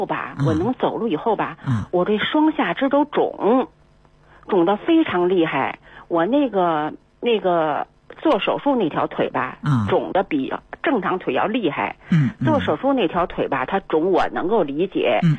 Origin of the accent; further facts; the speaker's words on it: Beijing, China; 我是北京人，我今年72岁了。